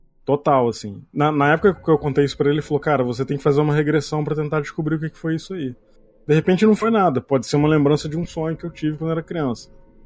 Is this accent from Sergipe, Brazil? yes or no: no; São Paulo, Brazil; also born or lived in Rio de Janeiro; Eu morava em São Paulo na época. Porque assim, eu nasci no Rio e logo depois que eu nasci, meu pai conseguiu um emprego em São Paulo, a gente se mudou pra São Paulo.